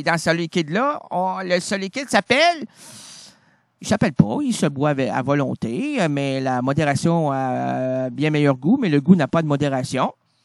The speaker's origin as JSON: {"language": "French", "region": "Grand Est", "country": "France", "said": "Ouais, je viens d'Alsace, moi, c'est du bon vin."}